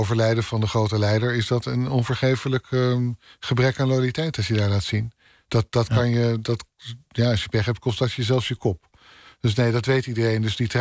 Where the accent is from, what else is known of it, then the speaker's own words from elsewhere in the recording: North Holland, Netherlands; Net zoals waar ik vandaan kom in Noord-Holland, drink je een kopje koffie